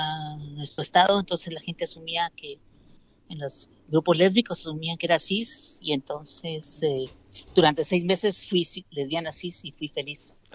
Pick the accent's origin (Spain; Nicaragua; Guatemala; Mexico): Guatemala; now in Buenos Aires, Argentina; Somos de Guatemala.